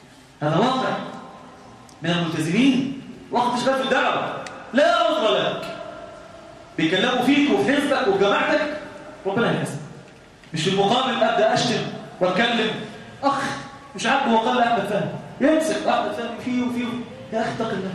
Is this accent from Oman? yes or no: no; Egypt; لان احنا عندنا في مصر هذا المخالف ده